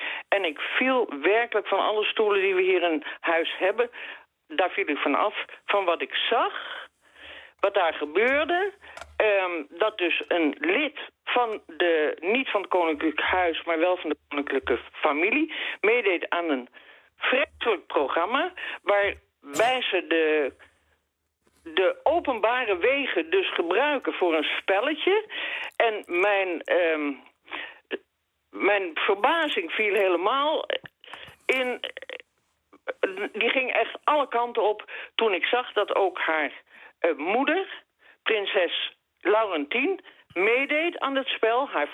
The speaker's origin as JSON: {"language": "Dutch", "country": "Netherlands", "lives_now": "Belgium", "said": "Ik ben een Nederlander, ik woon hier heel graag."}